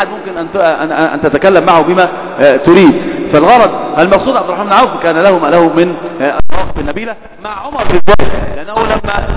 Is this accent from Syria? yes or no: no; Egypt; تعرف إن أردت عندنا في مصر إيش بيأخلون